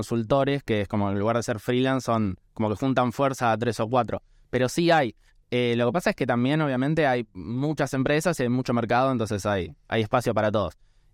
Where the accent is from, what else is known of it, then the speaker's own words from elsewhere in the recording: Argentina; esta obligación moral también que creo que tenemos como argentinos de intentar descentralizar el país de la capital federal